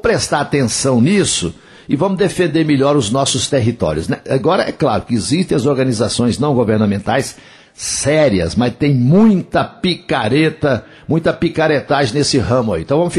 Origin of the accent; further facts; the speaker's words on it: Coromandel, Minas Gerais, Brazil; lá de Coromandel, lá na minha terra.